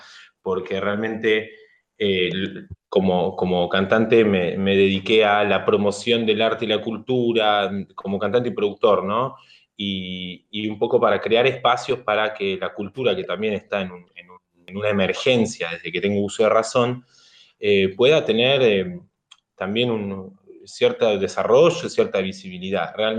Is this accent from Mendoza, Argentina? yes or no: no; Longchamps, Buenos Aires Province, Argentina; yo primero que soy de un barrio del conurbano, me crié en Longchamps